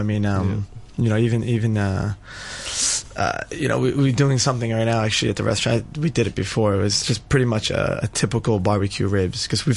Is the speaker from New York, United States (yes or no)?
yes; New York, United States; I mean, I'm from New York. There's no barbecue sauce from New York.